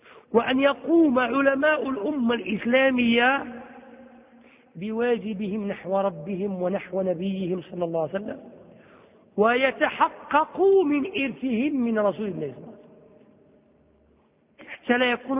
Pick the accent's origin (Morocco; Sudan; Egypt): Morocco; شو الديمقراطية اللي عندنا في المغرب